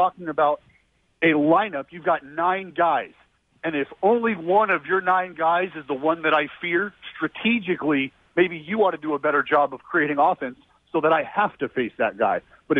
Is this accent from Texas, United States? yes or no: no; Stockton, California, United States; I come from Stockton, and I'll leave it at that.